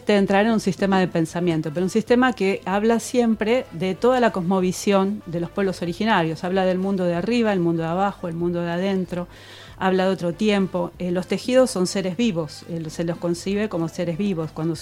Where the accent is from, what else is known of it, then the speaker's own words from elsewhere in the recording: Buenos Aires, Argentina; born there; Yo nací acá en Buenos Aires